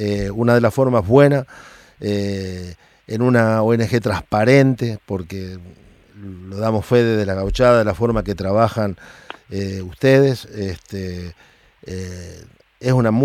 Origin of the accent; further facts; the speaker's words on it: Argentina; Y como argentino, y aparte por saber con la seriedad que trabajan ustedes.